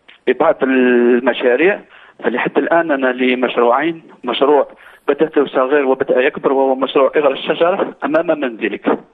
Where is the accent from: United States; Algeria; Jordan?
Algeria; أنا أصلي من الجزائر.